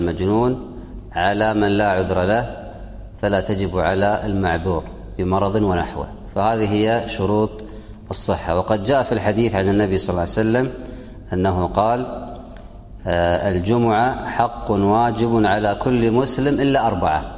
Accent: Kuwait; وهذا عندنا في الكويت لا يمكن في البلد

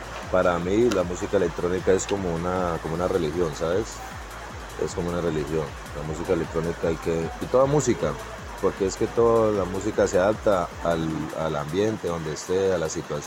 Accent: Puerto Asís, Putumayo, Colombia; yo soy de Puerto Asís, Putumayo, toda la vida nacido y criado aquí en Putumayo. Siempre he estado como muy, muy en mi pueblo

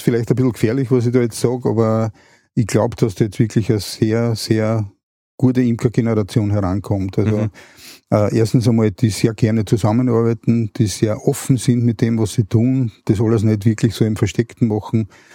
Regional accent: Vienna, Austria; wir aufs Land gezogen sind. Also ich komme ursprünglich aus Wien.

